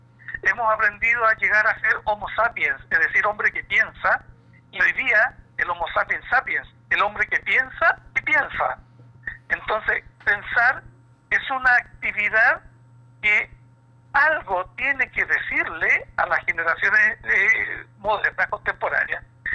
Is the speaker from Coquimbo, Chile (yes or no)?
no; Puente Alto, Santiago Metropolitan Region, Chile; nacido y criado en Puente Alto